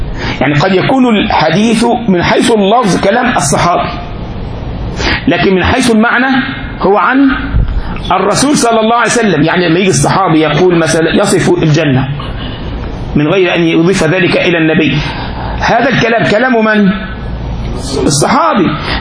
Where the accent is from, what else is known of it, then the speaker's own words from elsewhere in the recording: Egypt; احنا عندنا في مصر يقول لك كده